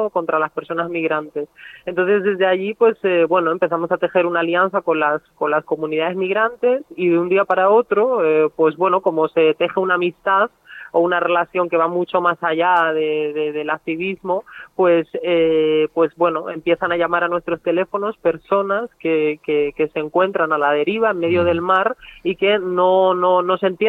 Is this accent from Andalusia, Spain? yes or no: yes; Almería, Andalusia, Spain; nosotras somos de Almería, ¿no?